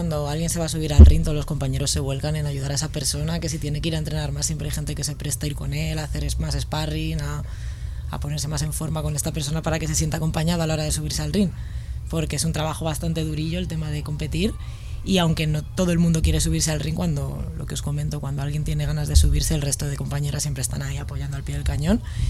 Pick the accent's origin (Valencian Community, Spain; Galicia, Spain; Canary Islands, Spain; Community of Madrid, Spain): Community of Madrid, Spain; Madrid; also born or lived in Granada; yo vivía, antes de llegar a Vallecas, vivía en Granada, vivía en Andalucía. Entonces, aunque soy de Madrid, no soy del barrio, no soy de Vallecas. Y cuando llegué de Granada, me asenté en el barrio